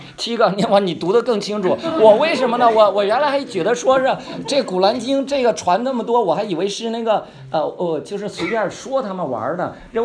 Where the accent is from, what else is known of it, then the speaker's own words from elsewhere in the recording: Heilongjiang, China; now in Beijing, China; 我是黑龙江出来的，所以呢还得回边远地方